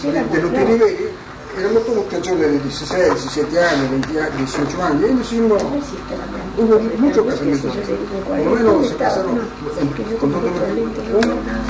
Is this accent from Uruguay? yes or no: no; Italy; Soy italiano